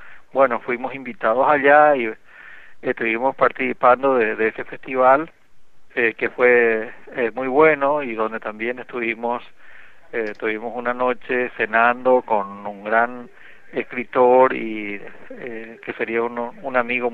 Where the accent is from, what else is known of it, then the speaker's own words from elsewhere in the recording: Asunción, Paraguay; also born or lived in Argentina; Yo me crié en Asunción, la capital del Paraguay, de una familia de origen modesto, ¿verdad?